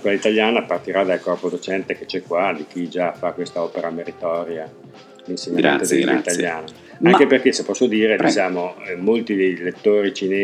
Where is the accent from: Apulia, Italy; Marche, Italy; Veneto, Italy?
Veneto, Italy; Verona; now in China; Io per esempio vengo da Verona, che nel suo piccolo è patrimonio comune dell'umanità, diciamo, no?